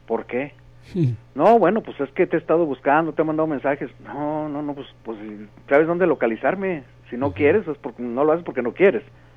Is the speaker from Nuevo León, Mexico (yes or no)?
yes; Monterrey, Nuevo León, Mexico; moved away as an adult; pues me vine muy joven de Monterrey, ¿no?